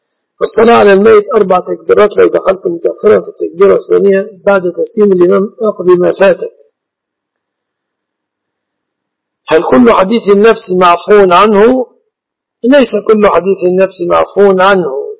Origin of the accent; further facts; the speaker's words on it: Egypt; شركة العروس تعتبر في بلادنا مصر من المهر.